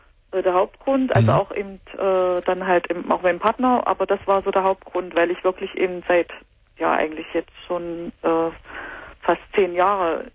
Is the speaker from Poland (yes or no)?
no; Weimar, Thuringia, Germany; Das war in Weimar in Thüringen.